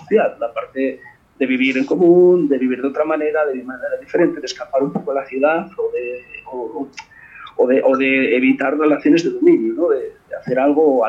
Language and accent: Spanish; Asturias, Spain; A ver, yo soy de Asturias, y en Asturias teníamos uno